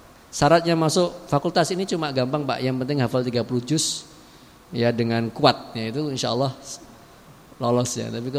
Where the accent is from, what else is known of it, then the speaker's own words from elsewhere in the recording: Java, Indonesia; karena kita orang Jawa, ya, gak bisa.